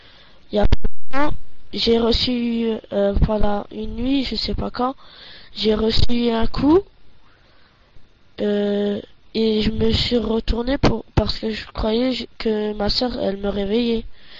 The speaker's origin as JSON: {"language": "French", "country": "Belgium", "said": "de Belgique."}